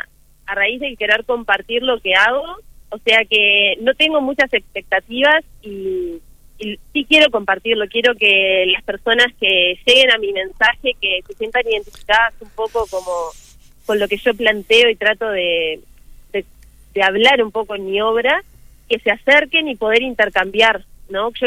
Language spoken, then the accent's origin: Spanish; Maldonado, Uruguay; Bueno, yo soy acá de Maldonado